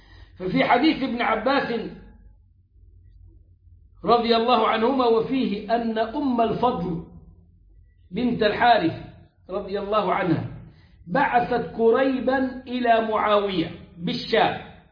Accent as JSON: {"language": "Arabic", "country": "Egypt", "said": "وده غير إنه عندنا المرصد الخاص بينا كمصريين"}